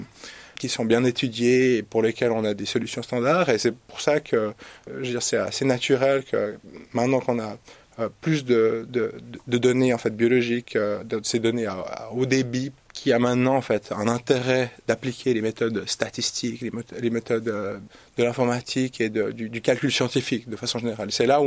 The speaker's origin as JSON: {"language": "French", "country": "Switzerland", "said": "je suis suisse"}